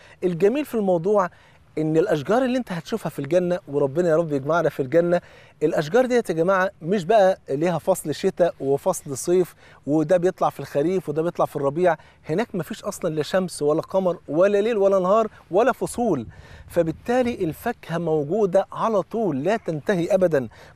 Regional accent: Egypt; وطبعا انتوا عارفين الفول عندنا في مصر فرض عين،

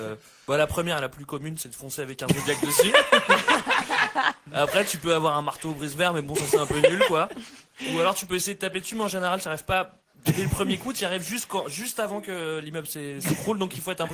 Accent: Nord, France; Dans le Nord.

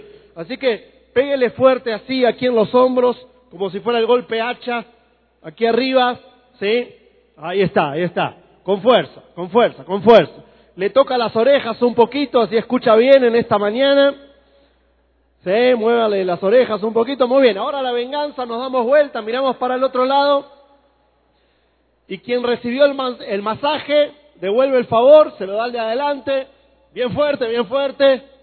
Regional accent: Argentina; soy argentino. Disculpen por eso. Yo sé que tengo que anticiparlo, si no en un ratito alguno va a identificar mi acento y ya va a dejar de escuchar

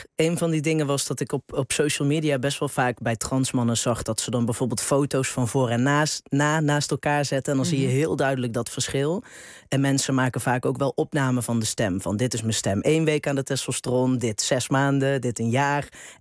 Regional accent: United Kingdom; Dutch is a second language; Want ik weet niet hoe die mensen zich hadden gedragen als ze me niet als Brit hadden gekend.

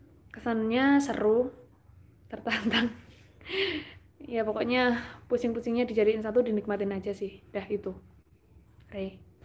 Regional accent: Java, Indonesia; accent: Javanese medok; iya, emang aku orang Jawa, jadinya medok banget

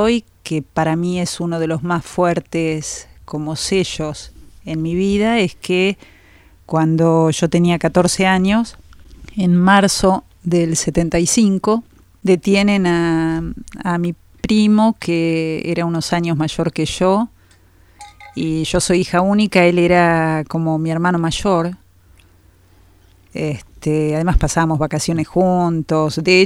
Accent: Campana, Buenos Aires Province, Argentina; born there; nací en Campana, una ciudad mediana, que debe ser apenas un poco más que Olavarría, fuertemente obrera. Bueno, todo lo que es Dálmines y Derca, varias petroleras, pegada al río Paraná, hija de padres trabajadores.

